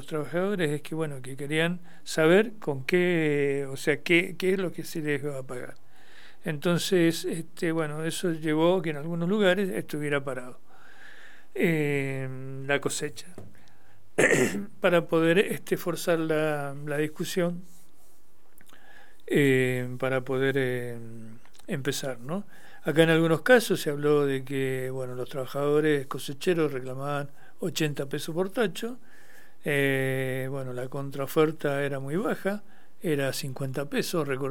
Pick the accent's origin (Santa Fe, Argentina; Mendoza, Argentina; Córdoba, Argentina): Mendoza, Argentina; acá nosotros, como provincia mendocina dedicada a la vitivinicultura